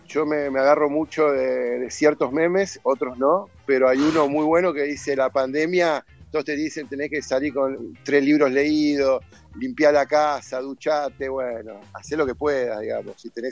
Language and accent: Spanish; Buenos Aires, Argentina; moved away as an adult; yo soy nacido y criado en Buenos Aires y me fui grande, fui como a los 25.